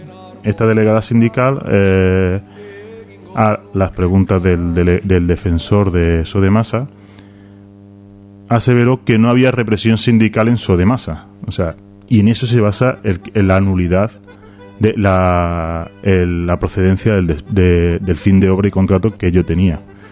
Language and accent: Spanish; Granada, Andalusia, Spain; No, yo soy de Andalucía, soy de Granada.